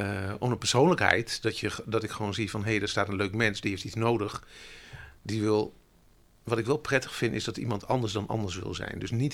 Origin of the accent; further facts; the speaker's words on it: Gelderland, Netherlands; Ik ben geboren en getogen in de Achterhoek. Ik ben een boerenzoon